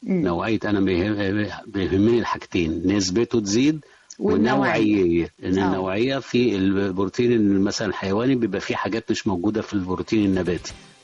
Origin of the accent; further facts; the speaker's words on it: Egypt; احنا بنلاحظ هنا كمصريين كعادات يعني غذائية مصرية عندنا،